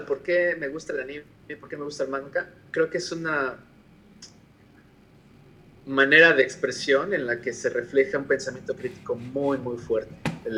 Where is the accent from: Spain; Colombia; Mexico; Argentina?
Mexico; yo me crié en Latinoamérica, en México específicamente